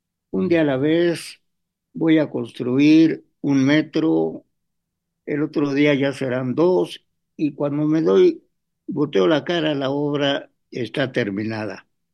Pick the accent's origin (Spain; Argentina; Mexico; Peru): Mexico; nuestro problema como mexicanos, hablando aquí de México